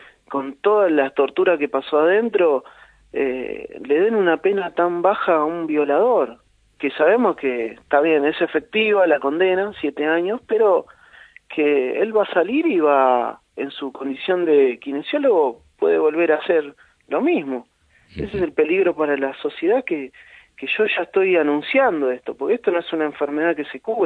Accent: Argentina; no hay un fallo en el país durante todo nuestra historia como pueblo argentino

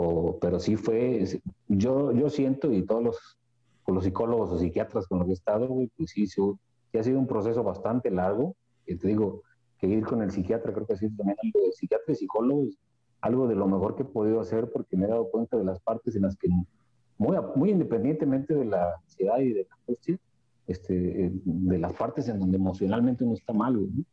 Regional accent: Xalapa, Veracruz, Mexico; born there; also born or lived in Tantoyuca; me regresé a Tontoyuca, de donde yo nací aquí en Jalapa, pero viví en Tontoyuca. Estuve un año en el 2010

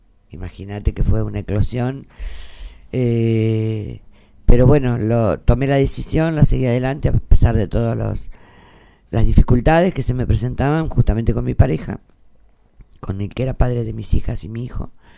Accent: Buenos Aires Province, Argentina; born there; now in Santa Rosa, Argentina; yo no soy de acá, soy nacida en Buenos Aires, en un pueblito muy pequeño, muy chiquitito, está allá por cerca de la zona de Coronel Bransen

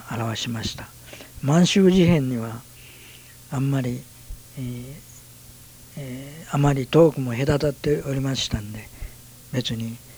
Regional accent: Wakayama, Japan; now in Salt Lake City, United States; 和歌山県東室郡小座町大和座津賀。

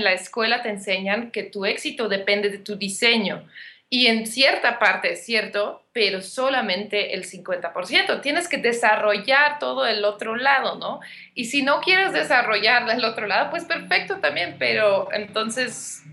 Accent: Belgium; now in Mexico; yo soy de Bélgica, pero llevo 10 años viviendo en México

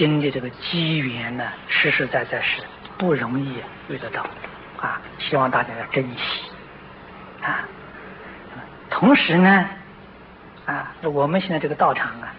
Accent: China; 那么这两个字有一点像我们中国人讲的愚者，

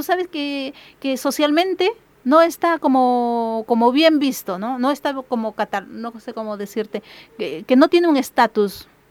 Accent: Chimbote, Ancash, Peru; Yo soy de Chimbote, ¿no?

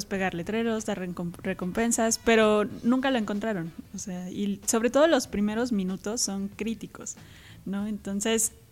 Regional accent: Mexico; somos 7 jóvenes mexicanos. Muchos están en el Distrito Federal, yo estoy aquí en Cuernavaca.

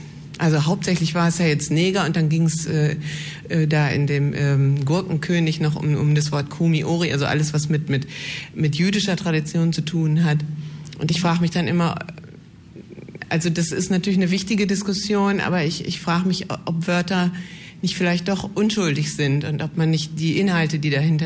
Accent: Essen, North Rhine-Westphalia, Germany; Ich komme ursprünglich aus Essen, deswegen kenne ich diese Sendung auch sehr gut, aus alten Zeiten noch.

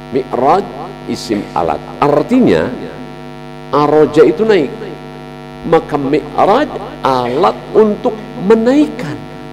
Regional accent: West Java, Indonesia; saya juga orang Jawa, jangan tersinggung. Jawa Barat.

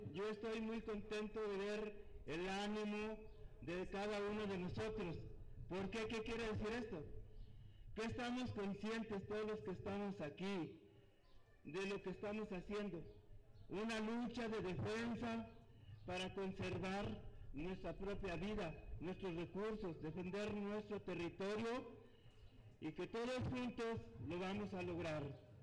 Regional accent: Mexico; demostrar que somos mexicanos

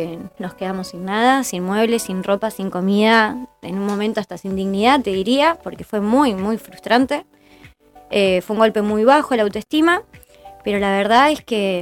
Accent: General Daniel Cerri, Buenos Aires Province, Argentina; Yo soy de Cerri, de toda la vida, desde los 3 años hasta el día de hoy. No me quiero ir.

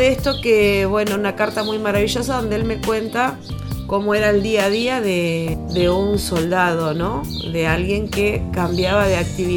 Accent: Huatraché, La Pampa, Argentina; now in General Campos, Argentina; actualmente vivo en General Campos. Soy nacida y criada en Huatraché. Tengo 47 años y apenas tenía casi 8 cuando se declaró el conflicto de Malvinas.

